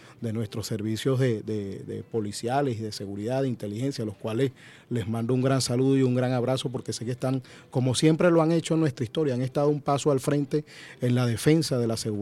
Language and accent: Spanish; Venezuela; forma parte de lo que somos como venezolanos